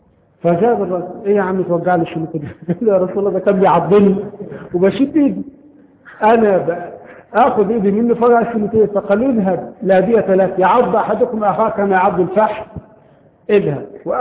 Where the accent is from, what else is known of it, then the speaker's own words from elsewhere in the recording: Egypt; طبعا عندنا في مصر هذا القانون غير مطبق شرعا